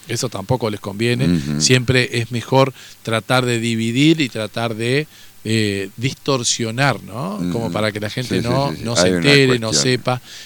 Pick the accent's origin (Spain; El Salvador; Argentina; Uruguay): Argentina; Pero sí es algo como argentino que debemos conocer también